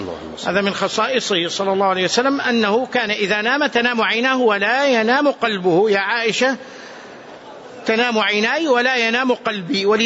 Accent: Medina, Medina Province, Saudi Arabia; أذكر مرة وأنا صغير هنا في باب المجيدي

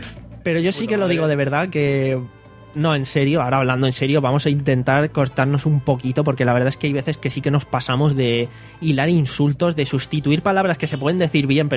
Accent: Alicante, Valencian Community, Spain; somos de la Virgen del Remedio.

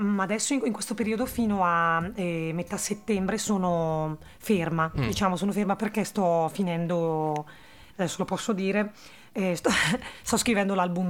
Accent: Brescia, Lombardy, Italy; accent: Brescian; Io sono lombarda e quindi, anzi, nemmeno lombarda, sono proprio bresciana, che forse è un aggravante in alcuni momenti, perché abbiamo questo accento molto forte, no?

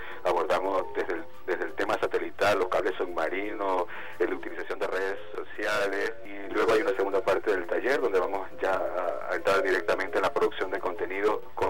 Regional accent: Venezuela; como venezolanos

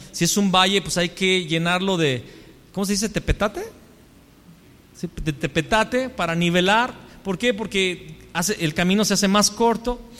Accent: León, Guanajuato, Mexico; Pero bueno, yo soy de León. Y siempre que llegué, miren, me di cuenta que cada vez que llegaba a otra ciudad o a otro país, decía, no, es que León es la quinta ciudad

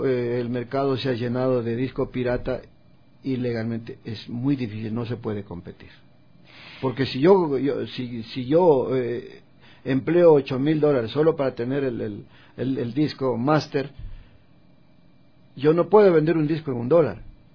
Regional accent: Ecuador; al joven hay que inculcarle que somos ecuatorianos y que como ecuatorianos tenemos una identidad

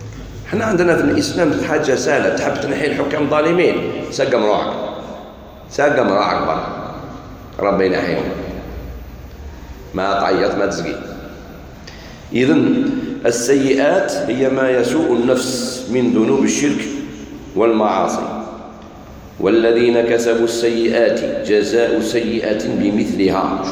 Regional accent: Algeria; هذه البدعة هذه الموجودة في بلادنا الجزائر

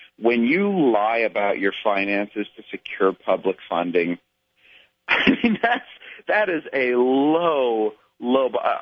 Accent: Cleveland, Ohio, United States; I grew up in Cleveland, so I was there during the heyday of those Indians teams

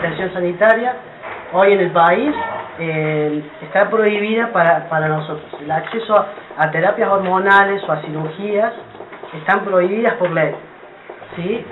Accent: Córdoba, Argentina; Yo soy de Córdoba, no tenemos un hospital público que nos atienda

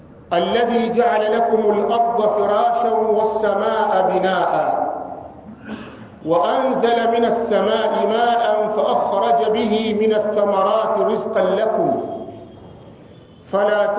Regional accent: Tabora, Tanzania; natokea Tabora ni msimamizi wa markazi Ahli Sunna wal Jamaa katika mji wa Tabora.

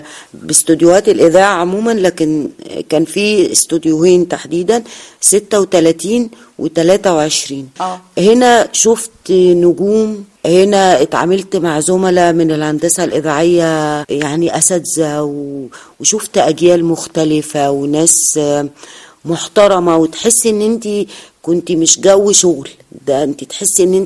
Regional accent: Abuksah, Faiyum Governorate, Egypt; بص، أنا من قرية جوه الفيوم، القرية اسمها قرية أبوكسة

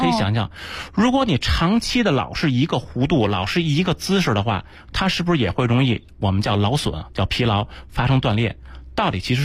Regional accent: Beijing, China; accent: Beijing; 用咱们北京话叫什么？叫尬悠。

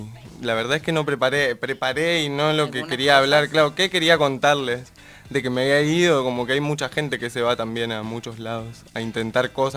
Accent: Chaco, Argentina; todos los que somos de Chaco viajamos todos los días a Corrientes.

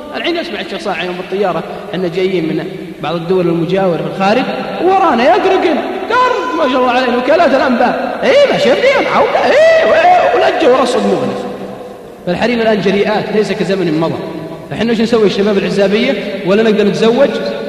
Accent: Al-Qassim, Saudi Arabia; إذا صار مثلي أسمر عندنا بالقصيم يسمونه عبيد

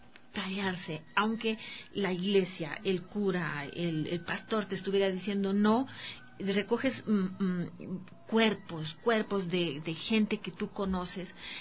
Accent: Bolivia; en mi país, en Bolivia, hay muchas mujeres que a partir de, a pesar que yo soy minera

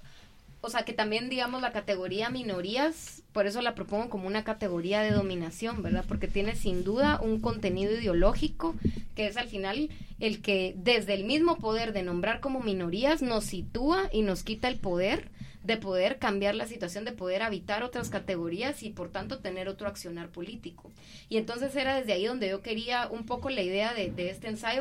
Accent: Guatemala; tenemos como guatemaltecas, guatemaltecos, guatemalteques, personas que hemos nacido en este territorio

